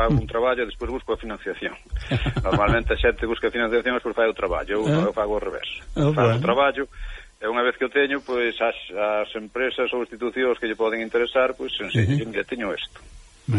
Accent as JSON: {"language": "Galician", "town": "Chantada", "region": "Galicia", "country": "Spain", "said": "é o primeiro que digo son de Chantada"}